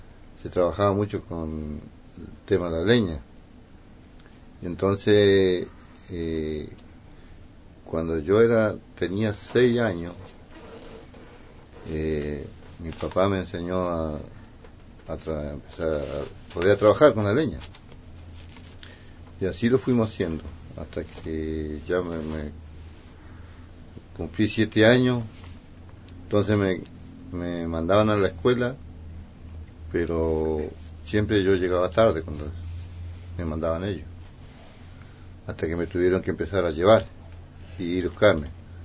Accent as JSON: {"language": "Spanish", "town": "Coihue", "region": "Los Lagos", "country": "Chile", "tie": "born or raised there", "said": "yo fui nacido y criado en el Coihue, acá nomás."}